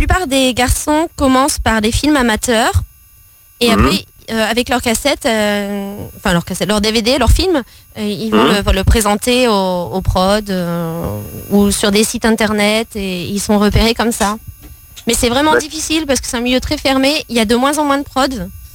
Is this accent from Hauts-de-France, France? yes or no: yes; Maubeuge, Hauts-de-France, France; born there; Je suis née à Maubeuge.